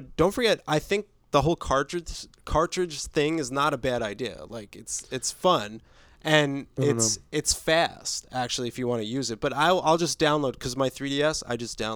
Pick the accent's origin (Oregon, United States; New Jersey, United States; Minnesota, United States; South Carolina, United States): New Jersey, United States; I'm from New Jersey, dude.